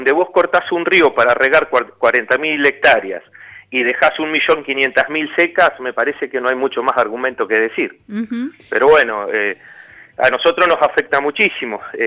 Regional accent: La Pampa, Argentina; Y políticamente estoy parado adentro del Partido Justicialista y soy un justicialista de La Pampa.

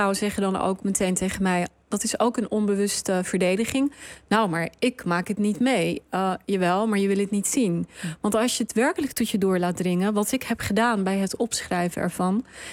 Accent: Rotterdam, South Holland, Netherlands; Oké, ik ben opgegroeid in Rotterdam, dus daar beginnen we.

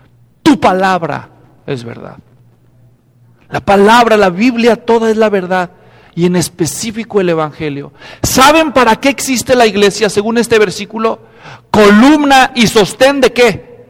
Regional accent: Mexico; born there; Hay, en mi país, donde yo nací, en México

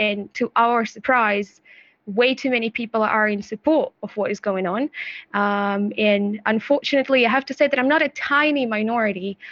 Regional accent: Russia; English is a second language; moved away as an adult; I'm born and raised in Russia, so now I've left my family, my friends, my entire life, my plans for the future.

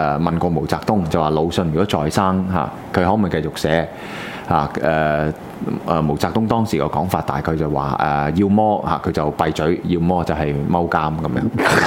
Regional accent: Hong Kong; 現在那個教材的問題我相信是我們香港人一定要留意住

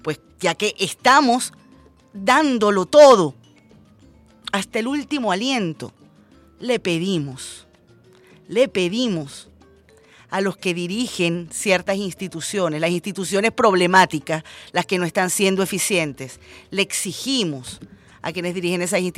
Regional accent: Venezuela; vivimos en Venezuela sin distingo de raza, religión, partido político, todos y todas somos venezolanos

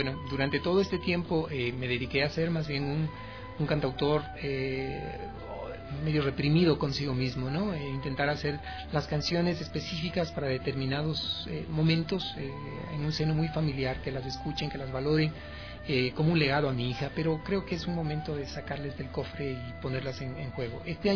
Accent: Imbabura, Ecuador; el recuerdo que más guardo es el de mi tierra, el de los lagos, el olor de los amaneceres, los campos, el trigo, la gente en el mercado, los indígenas, los borreguitos, las chacras, el Imbabura, el Cotacachi, absolutamente todo.

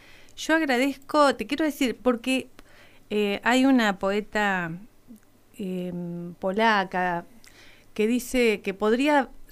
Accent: Villa Regina, Río Negro, Argentina; born there; yo nací en el Valle de Río Negro, uh-huh, en Villa Regina.

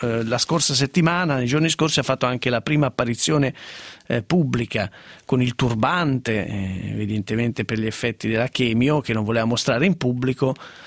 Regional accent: Piedmont, Italy; Io che sono una piemontese riservata anche sulle disgrazie

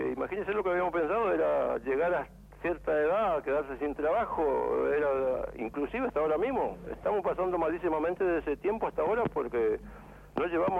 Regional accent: Corrientes, Argentina; now in Buenos Aires, Argentina; Yo soy de la provincia de Corrientes.

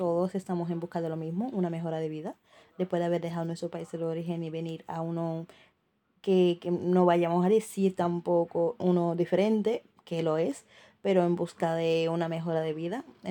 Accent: Senegal; now in Seville, Spain; y soy de Senegal.

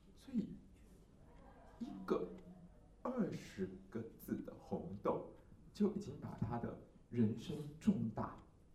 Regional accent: Taiwan; 可是因为我们台湾是相思树的产地，所以我们台湾人知道说相思树是很毒的

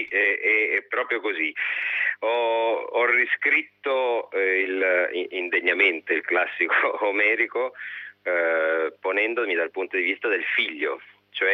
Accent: Apulia, Italy; ho scelto di usare la mia lingua e di portare ciò che la mia terra mi ha dato, essendoci vissuto.

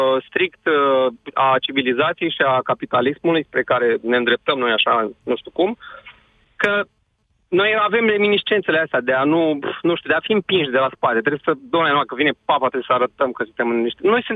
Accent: Iași, Iași County, Romania; eu sunt din Iași

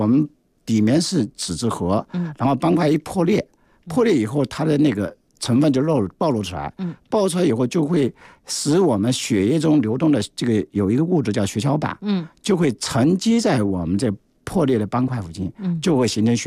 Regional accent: China; 说肥胖，是我们中国人死亡的第五大因素之一吧

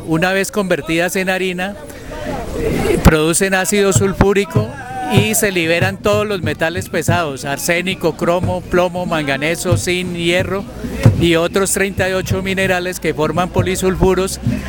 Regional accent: Cajamarca, Tolima, Colombia; yo vengo de Cajamarca, Tolima

